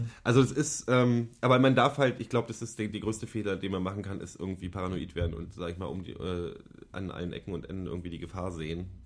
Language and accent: German; East Germany, Germany; Ich bin halt in der DDR aufgewachsen